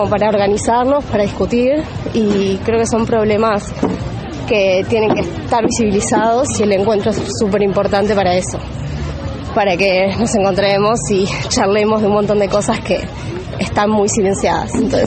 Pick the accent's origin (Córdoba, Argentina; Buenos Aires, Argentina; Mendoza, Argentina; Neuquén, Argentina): Buenos Aires, Argentina; de Capital, de Buenos Aires Capital.